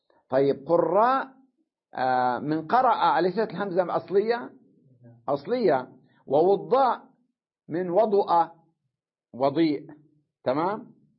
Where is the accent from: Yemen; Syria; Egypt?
Syria; بينما عندنا بسوريا، تمام؟ كلها بالفصحى